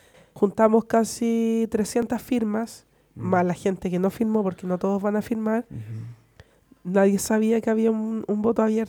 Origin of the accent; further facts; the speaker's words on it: Chile; como un deporte que no nos representa a todos como chilenos